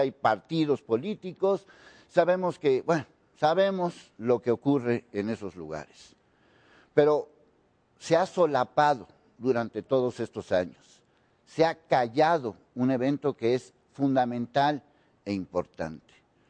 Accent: Mexico; Estoy exigiendo como ciudadano, como mexicano

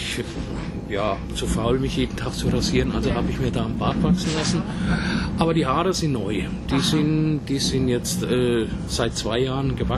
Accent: Pfändhausen, Bavaria, Germany; Ich komme aus der Nähe von Würzburg, also mehr aus der Nähe von Schweinfurt, was ja 30 Kilometer von Würzburg weg liegt. Ja, da komme ich her aus einer kleinen Ortschaft, die nennt sich Pfenthausen, ist zwischen Schweinfurt und Bad Kissingen.

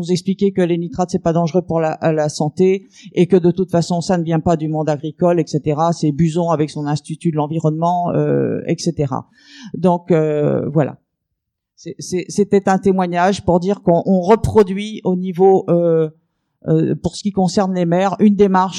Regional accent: Saint-Brieuc, Brittany, France; pour l'association Alto Marée Verte. Nous venons de Saint-Brieuc dans les Côtes d'Armor.

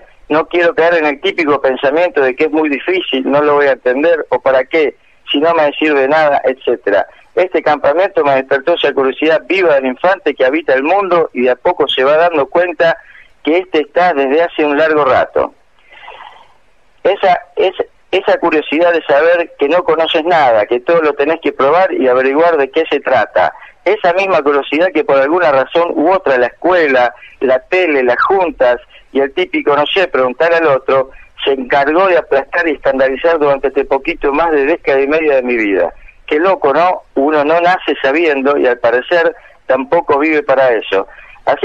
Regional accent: Rosario, Santa Fe, Argentina; soy de acá de Rosario, tengo 17 años y voy a la técnica 5, maestro mayor de obras.

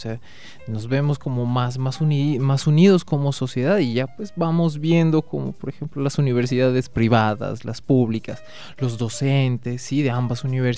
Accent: Colombia; todos somos colombianos y todos nos hacemos parte de esta manifestación

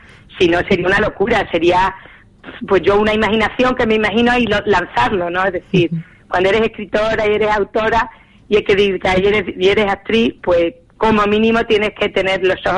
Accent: Extremadura, Spain; y en Extremadura es nuestro plato fuerte, es decir, somos extremeños

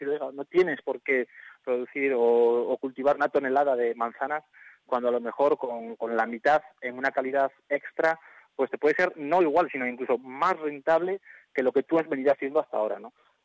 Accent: Navarre, Spain; Y luego ya pues ya pasar por la zona de Tudela, ¿no? Pues entonces yo te hablaba de que lo que a mi pueblo

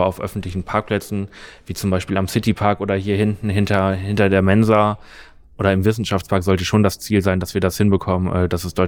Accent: Lower Saxony, Germany; ich komme aus Niedersachsen, da haben die Schülerinnen und Schüler alle Monatstickets bekommen

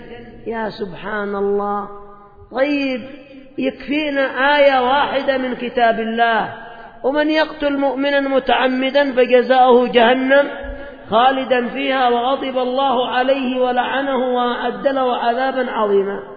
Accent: Yemen; هذا عندنا في اليمن،

